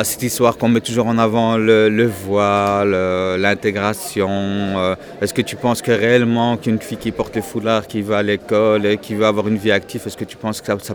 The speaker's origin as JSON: {"language": "French", "country": "Belgium", "tie": "born or raised there", "said": "Je suis musulman. Je suis né en Belgique. Je suis belge. Je suis d'origine marocaine"}